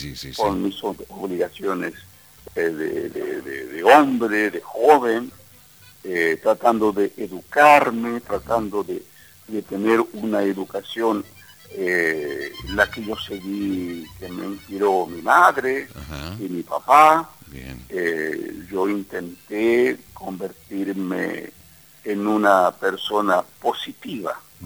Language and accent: Spanish; Buenos Aires, Argentina; born there; Y yo accidentalmente nací en Buenos Aires, porque mis padres no hubieran viajado desde Curuzú buscando mejores horizontes, hubiese nacido tal vez en Curuzú